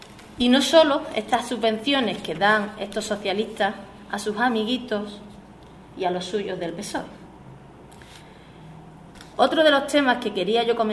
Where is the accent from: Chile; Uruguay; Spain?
Spain; El Gastor, Andalusia; los que nos vemos afectados aquí en la sierra, como son tanto Arcos, Ubrique como El Gastor, de donde yo vengo.